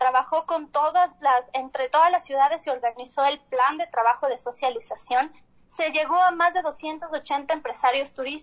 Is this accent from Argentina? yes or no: no; Quito, Pichincha, Ecuador; nosotros como quiteños